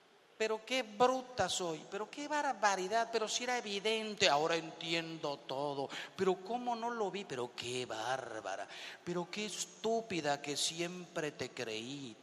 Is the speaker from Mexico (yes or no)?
yes; Mexico; Yo soy de México, no sé si por aquí habrá alguno de México y coincide conmigo.